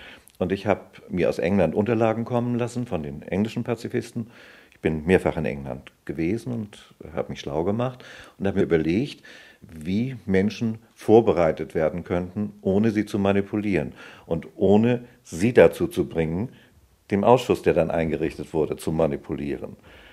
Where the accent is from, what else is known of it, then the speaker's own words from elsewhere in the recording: Hamburg, Germany; Ich bin Ende Mai 1932 geboren. Ich bin in Hamburg aufgewachsen.